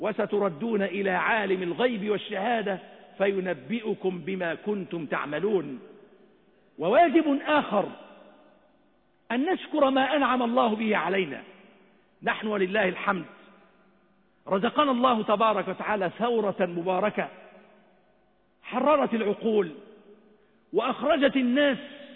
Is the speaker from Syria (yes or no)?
no; Egypt; اللهم اجعل بلدنا مصر أمنا أمانا سخاء رخاء